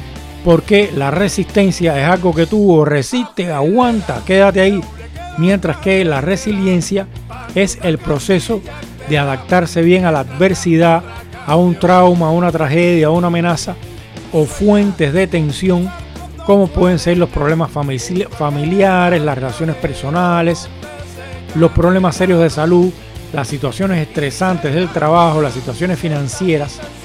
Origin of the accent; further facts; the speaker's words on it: Cuba; yo que soy cubano, la resiliencia que he tenido que tener.